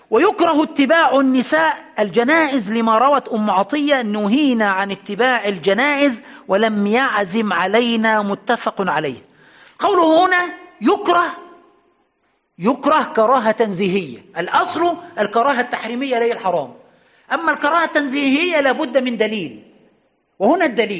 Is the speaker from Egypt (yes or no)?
yes; Aswan, Aswan Governorate, Egypt; حتى عندنا في أسوان في أقصى الصعيد كانت المقابر